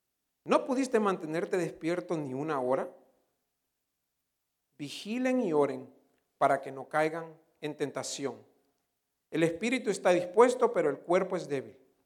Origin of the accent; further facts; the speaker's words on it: El Salvador; moved away; also born or lived in San Francisco, United States; Muchos de ustedes saben que yo viví varios años en San Francisco, en California, de joven. De hecho, llegué a California de El Salvador un enero de 1990 con mi hermana menor